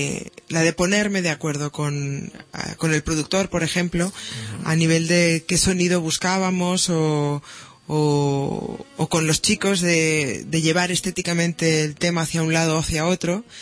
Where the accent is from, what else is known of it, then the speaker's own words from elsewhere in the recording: Barcelona, Catalonia, Spain; Mira, nací en Gracia, pero me crié en el Guinardó, y luego a los 18 años volvimos para Gracia. O sea, que siempre entre Gracia y Guinardó.